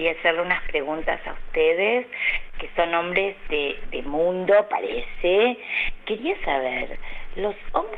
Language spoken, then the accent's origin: Spanish; Buenos Aires, Argentina; y soy de Belgrano.